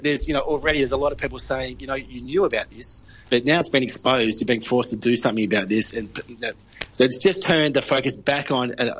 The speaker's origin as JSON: {"language": "English", "region": "Victoria", "country": "Australia", "tie": "born or raised there", "said": "You know, I knew a lot of people who work as social workers through Victoria, you know, like my home state."}